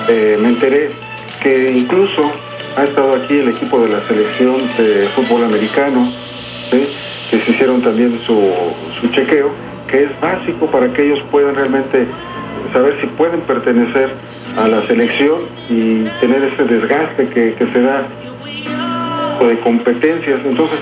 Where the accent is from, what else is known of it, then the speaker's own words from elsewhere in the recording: Mexico City, Mexico; yo no sé si somos chilangos, si es el Distrito Federal o la ciudad, ya no sé la verdad.